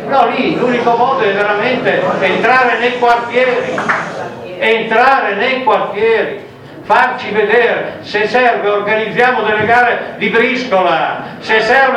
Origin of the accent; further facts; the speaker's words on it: Emilia-Romagna, Italy; Io vengo dall'Emilia Romagna, notoriamente molto rossa